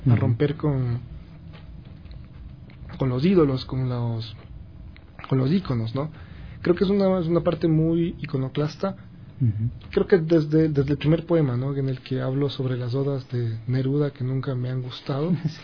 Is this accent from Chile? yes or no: no; Ecuador; Y es como que todos somos ecuatorianos.